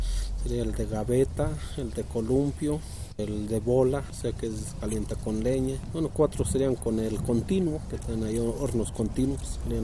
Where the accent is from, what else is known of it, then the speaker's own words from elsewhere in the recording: Amecameca, State of Mexico, Mexico; Soy de acá de Amecameca, Estado de México.